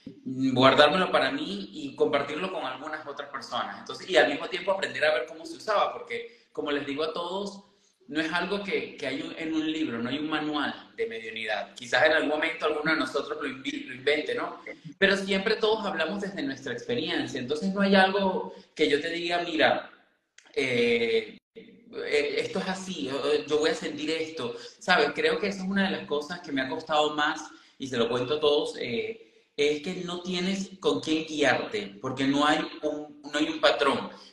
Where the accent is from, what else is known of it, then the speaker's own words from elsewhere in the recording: Caracas, Capital District, Venezuela; soy un muchacho normal, nacido y crecido en Venezuela, en Caracas, Venezuela. Hijo de músicos